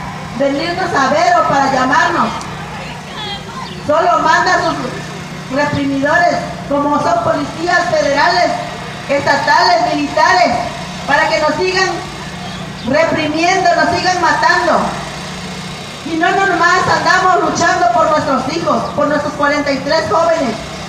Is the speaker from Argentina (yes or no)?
no; Mexico; no vamos a permitir a que se nos siga pisoteando como mexicanos que somos